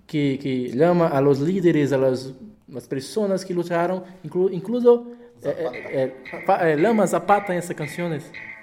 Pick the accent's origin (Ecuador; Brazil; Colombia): Brazil; Northeast Region; Spanish is a second language; Nosotros venimos del Brasil, más precisamente de la región nordeste del Brasil, una región que es marcada históricamente por su contexto de resistencia y lucha de sus pueblos.